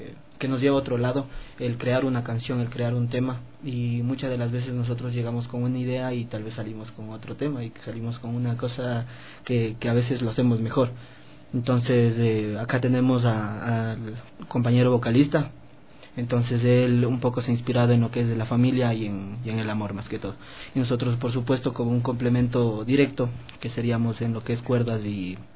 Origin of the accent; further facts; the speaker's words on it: Quito, Pichincha, Ecuador; soy de aquí de Quito